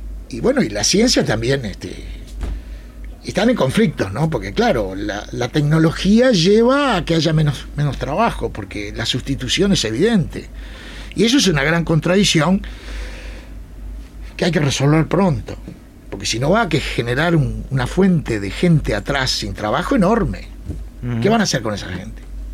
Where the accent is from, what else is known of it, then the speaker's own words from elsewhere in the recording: Uruguay; now in Granada, Spain; Yo vuelvo a Granada. A ver, yo soy uruguayo. Yo tengo residencia permanente en España.